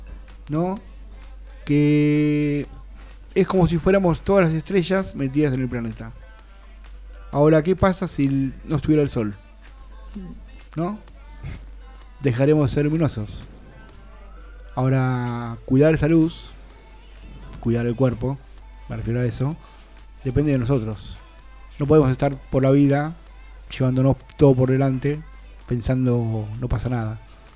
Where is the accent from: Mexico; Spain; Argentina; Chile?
Argentina; porque somos argentinos, seres humanos de buena onda.